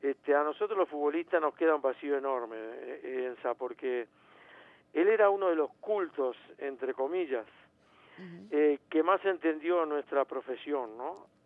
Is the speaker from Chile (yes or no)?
no; Uruguay; nos enorgullece como uruguayos ver cómo lo quieren